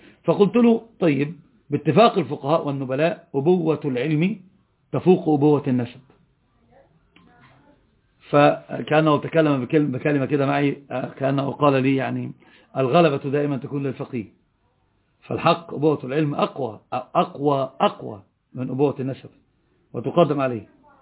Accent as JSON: {"language": "Arabic", "region": "Upper Egypt", "country": "Egypt", "said": "أنا صعيدي، مشكلتي لطبعي ما أدري"}